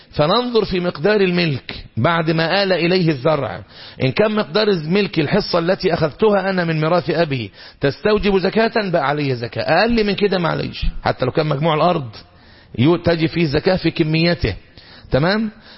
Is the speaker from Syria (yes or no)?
no; Egypt; بنسميه احنا عندنا في الريف المصري ايه؟ لباني